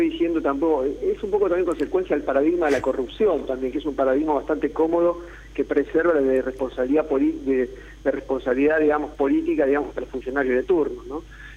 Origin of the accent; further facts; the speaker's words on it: La Plata, Buenos Aires Province, Argentina; yo soy de La Plata